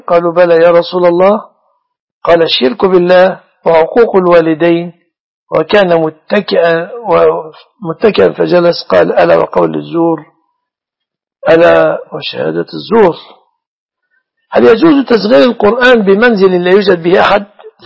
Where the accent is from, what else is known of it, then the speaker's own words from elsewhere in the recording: Egypt; إذا كانت تركب مثلا كما تركب النساء عندنا في مصر ميكروباص